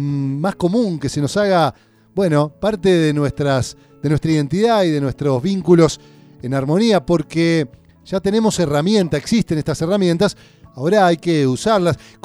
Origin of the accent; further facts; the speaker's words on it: Paraná, Entre Ríos, Argentina; nos vamos a ir a mi tierra, lo voy a decir, mi tierra de nacimiento, de crecimiento, a Paraná, Entre Ríos.